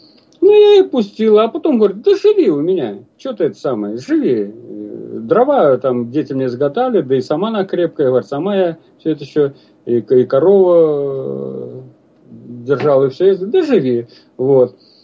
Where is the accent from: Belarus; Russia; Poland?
Russia; Ryazan Oblast; Ну, второй пример, вот это Рязанская область. У меня на родине